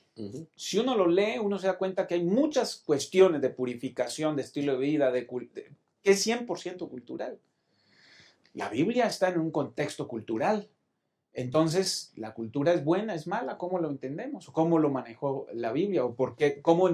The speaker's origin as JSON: {"language": "Spanish", "country": "Colombia", "moved": "yes", "lives_now": "Mexico", "said": "y el pastor Yolman y un servidor que somos colombianos. Cuando llegamos aquí, un choque cultural tremendo y nos tuvimos que adaptar. Y hoy mismo, cuando yo hablo con mi familia, pues ellos me dicen, ya está, ya eres más mexicano que colombiano."}